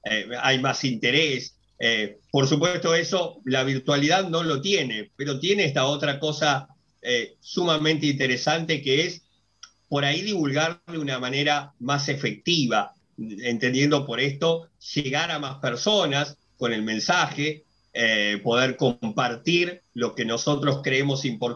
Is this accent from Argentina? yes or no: yes; Argentina; se decretó la cuarentena obligatoria en mi país, en Argentina